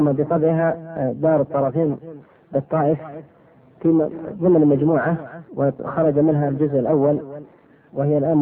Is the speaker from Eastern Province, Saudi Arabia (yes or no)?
no; Asir, Saudi Arabia; born there; من مواليد عام 1379، وهذا أنساه أحيانا بطول العمر، للهجرة في بلاد بالقرن، درست في الابتدائية بمدرسة آل سليمان، ثم المعهد العلمي بالرياض وأبها